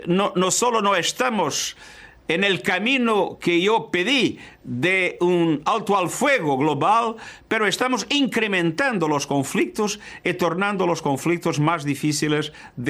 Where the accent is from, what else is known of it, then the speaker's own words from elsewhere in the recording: Portugal; Spanish is a second language; En mi país, Portugal, 80% de las personas están vacunadas.